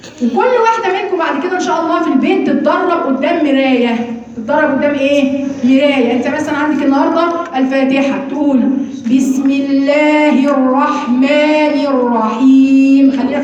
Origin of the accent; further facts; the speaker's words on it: Egypt; مش بس عندنا في مصر كمان الاماله في الالف